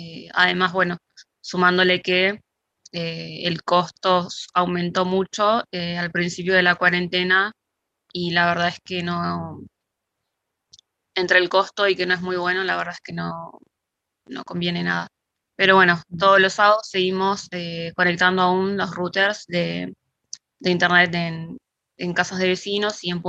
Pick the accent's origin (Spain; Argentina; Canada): Argentina; Isla Maciel, Buenos Aires Province; born there; now in Dock Sud, Argentina; Yo nací en Isla Maciel, que queda en el municipio de Avellaneda, Buenos Aires. Actualmente, hace más o menos 20 o 21 años, nos mudamos a Dock Sud. Sigo estando muy cerca del barrio, a solo 2 cuadras.